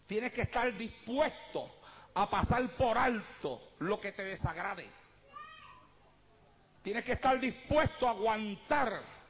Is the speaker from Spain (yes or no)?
no; Puerto Rico; moved away; Cuando yo llegué aquí desde Puerto Rico, que comencé a predicar esta palabra